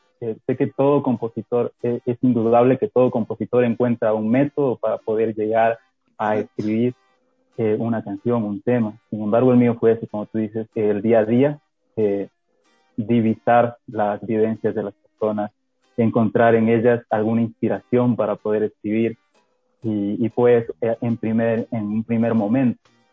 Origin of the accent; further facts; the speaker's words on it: Santo Domingo de los Tsáchilas, Ecuador; empecé a hacer bandas ahí en el pueblo donde yo crecí. Ahora sí les digo, yo nací en Santo Domingo de los Áchilas, señores.